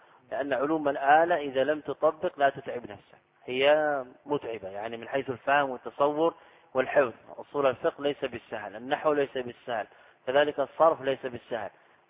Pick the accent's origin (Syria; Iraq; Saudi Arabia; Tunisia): Saudi Arabia; أنا لست من أهل مصر. تسأل أهل البلد، هذا من غرائب على الطلاب سبحان الله. يعني أنا قادم من السعودية تحشرني في مسائل